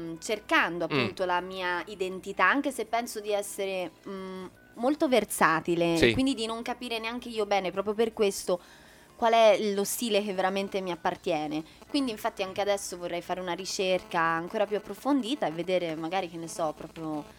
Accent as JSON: {"language": "Italian", "town": "Florence", "region": "Tuscany", "country": "Italy", "said": "la mia città, Firenze, perché io sono fiorentina, oltre che per metà americana, ho questa cittadinanza così regalata"}